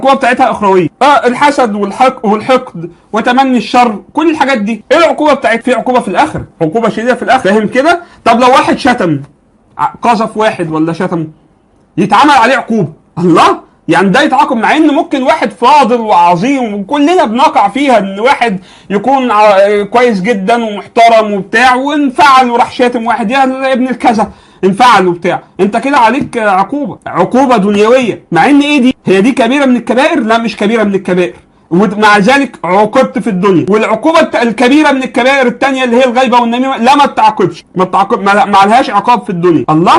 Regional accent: Egypt; يعني عندنا في مصر مثلا هتلاقي في حاجة اسمها جنحة

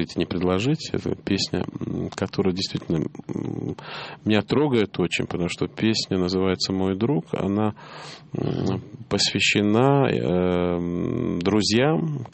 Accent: Tbilisi, Georgia; moved away as an adult; Я родился и провел юность в таком южном городе Тбилиси. Ну, вот это мой родной город. Я там учился, закончил школу, закончил высшее военное артиллерийское училище. И в 21 год оттуда уехал.

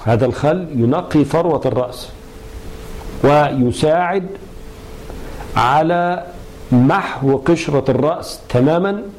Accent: Egypt; والمشهور عندنا في مصر أنه يؤكل مملحا مخللا

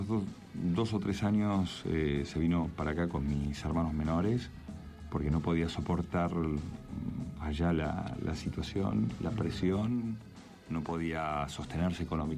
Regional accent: Mar del Plata, Buenos Aires Province, Argentina; also born or lived in Brazil; now in Buenos Aires, Argentina; mi hermano, el que me sigue a mí en edad, y yo nos fuimos de Mar del Plata al tiempo.

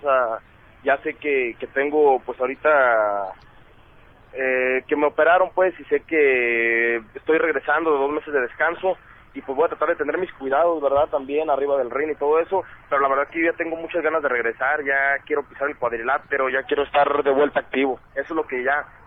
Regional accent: Guadalajara, Jalisco, Mexico; Que voy a iniciar allá en mi tierra, en Guadalajara, voy a iniciar mi regreso.

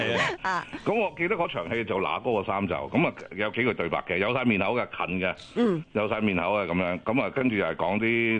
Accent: San Francisco, California, United States; 我系嚟自三藩市嘅

